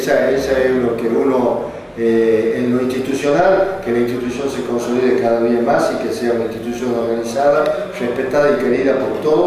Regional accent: Argentina; como dirigente argentino, deseo de corazón

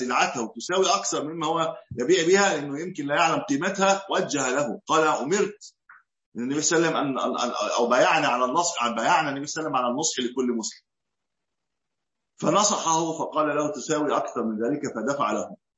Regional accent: Egypt; قلت له نعم انا من مصر، مش هكون منين؟

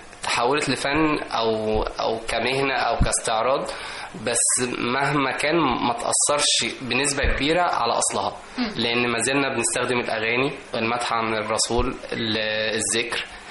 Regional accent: Egypt; اللي هو إحنا كشعب مصري بيحب الفرح والسعادة والألوان المبهجة

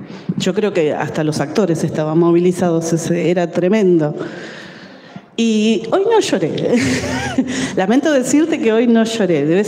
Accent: Lanús, Buenos Aires Province, Argentina; como yo soy de Lanús y la obra se daba en Devoto

